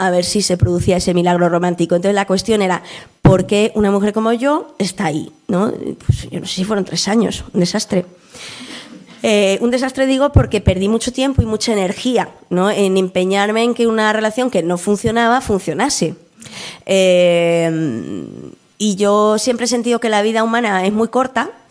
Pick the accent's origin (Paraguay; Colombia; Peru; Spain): Spain; Madrid, Community of Madrid; Yo vengo del barrio de Aluche y, bueno, barrio obrero, ¿no?, del sur de Madrid